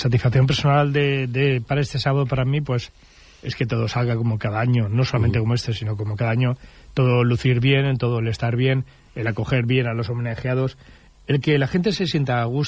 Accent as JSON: {"language": "Spanish", "town": "Barcelona", "region": "Catalonia", "country": "Spain", "tie": "born there", "said": "No soy berciano, más de uno de vosotros lo sabéis. Yo soy nacido aquí en Barcelona"}